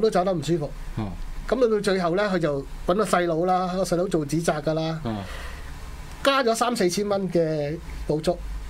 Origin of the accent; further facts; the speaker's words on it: Chaozhou, Guangdong, China; 通常咧，我哋潮州人打齋咧。